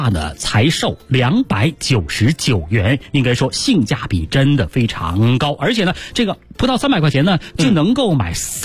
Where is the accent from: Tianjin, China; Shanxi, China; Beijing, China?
Beijing, China